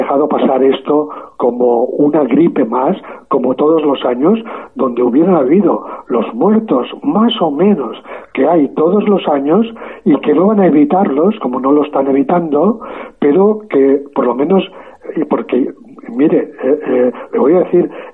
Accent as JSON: {"language": "Spanish", "country": "Spain", "said": "yo, como muchos españoles, tuvimos que pasar un buen rato haciendo cola"}